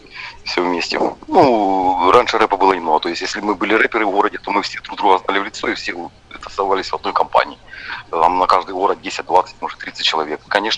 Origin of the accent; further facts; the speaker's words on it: Starobilsk, Luhansk Oblast, Ukraine; also born or lived in Alchevsk; Я со Старобельска, я с Алчевска, понимаешь, потому что в каждом городе там было не по много пацанов